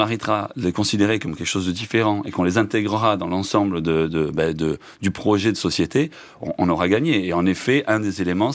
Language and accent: French; Marseille, Provence-Alpes-Côte d'Azur, France; Je suis marseillais.